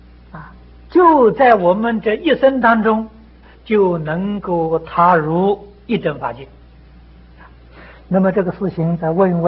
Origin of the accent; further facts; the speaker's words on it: China; 这是我们中国人的志气啊